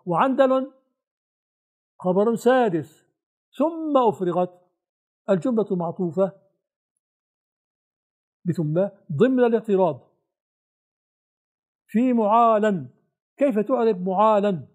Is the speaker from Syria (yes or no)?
yes; Syria; عندنا في الشام في البناء سقيفة فراغ تحت السقف